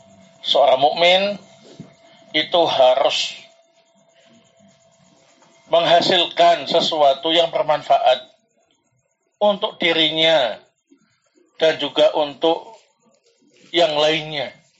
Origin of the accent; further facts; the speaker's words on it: Sidayu, East Java, Indonesia; mungkin karena saya orang Jawa Timur, ya, Gresik lagi, Sidayu lagi, ya.